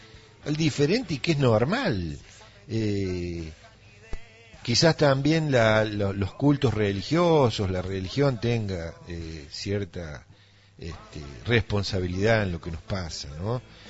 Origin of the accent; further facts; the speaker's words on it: Villa Dolores, Córdoba, Argentina; en mi infancia, yo nací en Villa Dolores